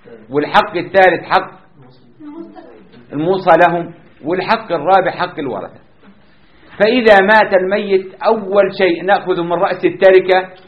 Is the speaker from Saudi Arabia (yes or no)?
no; Jordan; حتى عندنا في الأردن تدفع مبلغ من المال شراء القبر